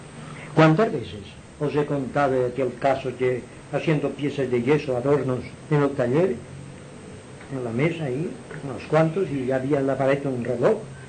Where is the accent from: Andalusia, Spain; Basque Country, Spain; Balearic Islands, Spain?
Balearic Islands, Spain; Inca; yo siempre he sido un poco más del equipo de mi pueblo